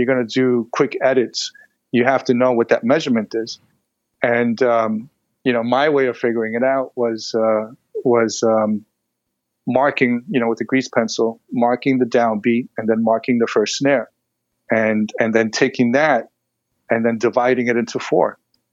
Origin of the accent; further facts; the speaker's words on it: New York, United States; listen, I'm from New York. I'm a DJ.